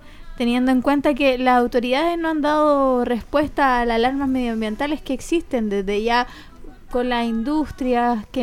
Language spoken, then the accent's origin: Spanish; Chile; una crítica a nosotros como chilenos